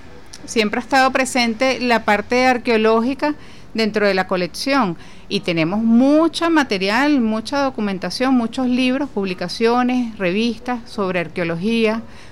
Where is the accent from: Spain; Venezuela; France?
Venezuela; como venezolano, uno está como agradecido de todas las grandezas que nos puede mostrar el país